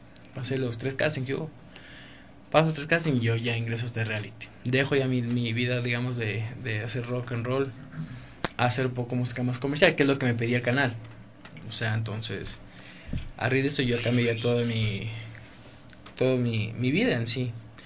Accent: Ecuador; en la parroquia Santa Bárbara, en Las Casas, exactamente, fue donde fui bautizado. Ahí nací yo. Crecí, bueno, toda mi vida que me crié por aquí, por la Colón y Versalles. toda la vida, 25 años de mi vida. Ahora, bueno, vivo en San Carlos.

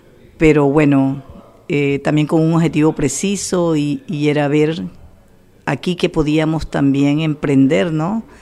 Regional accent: Barranquilla, Atlántico, Colombia; also born or lived in Santa Lucía; now in Spain; Un pueblo del departamento del Atlántico que se llama Santa Lucía. Bueno, nací ahí, pero toda mi vida he vivido en Barranquilla.

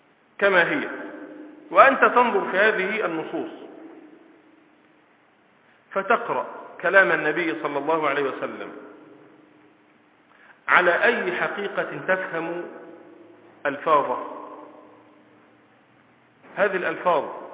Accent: Egypt; وإلا لو سألتني وأنا من مصر عن هذا الحيوان الذي له صفة كذا لقلت هذا اسمه أسد

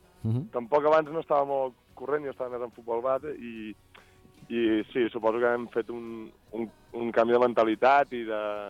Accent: Berga, Catalonia, Spain; Sí, jo que sóc de Berga també ho trobo.

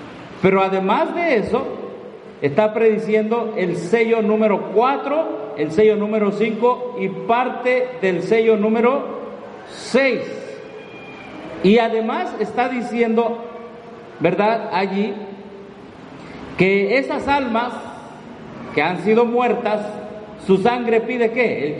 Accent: Mexico; Bueno, todos somos vecinos de Estados Unidos, somos mexicanos.

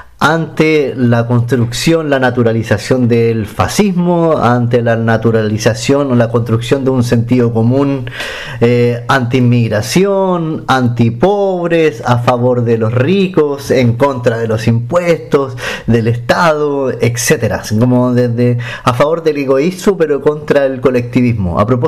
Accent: Valparaíso, Chile; a los que somos más de Valparaíso, Viña del Mar, etcétera

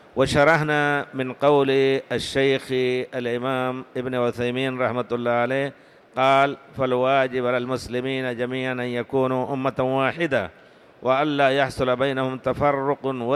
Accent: India; وأنا ذكرت لكم بالأمس أن في بلادنا الهند في الحقيقة يتناحرون ما لا تتصور أنت

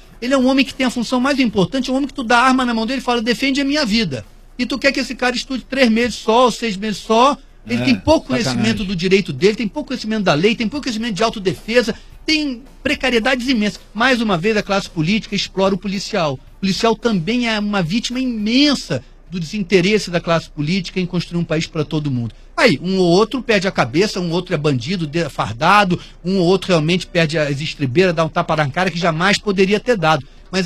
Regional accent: Rio de Janeiro, Brazil; born there; E a vida já é dura para mim, que nasci branco na Zona Sul do Rio de Janeiro.

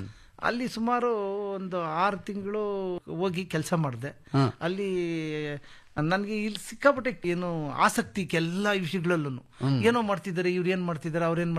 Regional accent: Yaliyur, Karnataka, India; ನಾನು ದೇವನಹಳ್ಳಿ ತಾಲೂಕು ಯಲಿಯೂರು ಗ್ರಾಮದಿಂದ ಬಂದಿದ್ದೀನಿ ಸರ್.

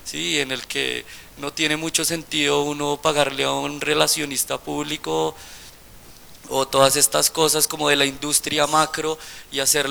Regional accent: Colombia; las limitaciones que tenemos nosotros siendo colombianos

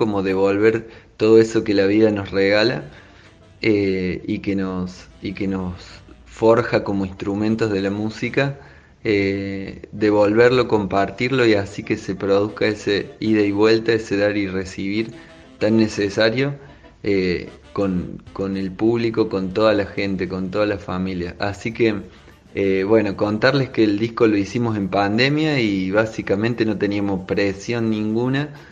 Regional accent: Córdoba, Argentina; born there; also born or lived in Madrid, Spain; Primero nacimos acá en Córdoba y nos mudamos al toque a vivir 5 años en Madrid.

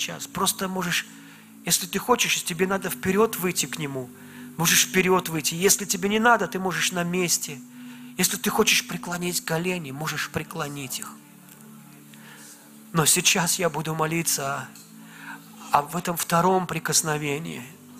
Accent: Velikiye Luki, Pskov Oblast, Russia; born there; оказалось, что он из города, откуда, где родился я, из Великих Луг.

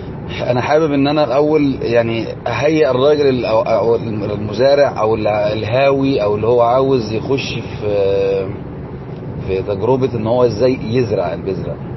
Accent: Egypt; عملية بيسموها عندنا في مصر الرد، أو بيسموها التحبيس

